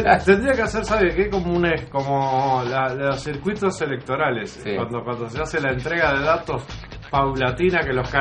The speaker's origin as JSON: {"language": "Spanish", "country": "Uruguay", "said": "la medida que nos reconozcamos como tales, como uruguayos"}